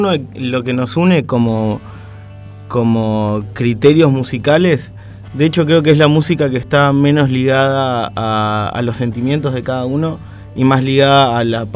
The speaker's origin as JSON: {"language": "Spanish", "country": "Chile", "also_born_or_lived": "Mar del Plata", "lives_now": "Argentina", "said": "Soy de Chile, en realidad."}